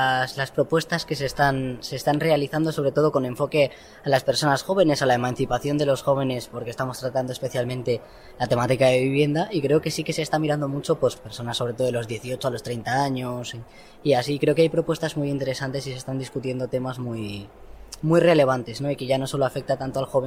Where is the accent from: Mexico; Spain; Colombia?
Spain; Castile and León; vengo de Castilla y León.